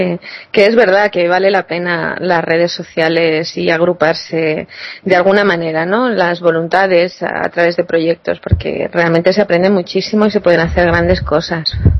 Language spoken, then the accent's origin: Spanish; Aragon, Spain; Vale, soy aragonesa, que conste, ¿eh?